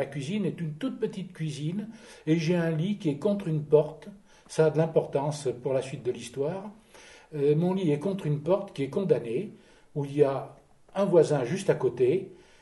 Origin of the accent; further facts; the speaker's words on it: Auvergne-Rhône-Alpes, France; born there; j'ai 75 ans. Je suis né dans le Puy-de-Dôme, un petit village.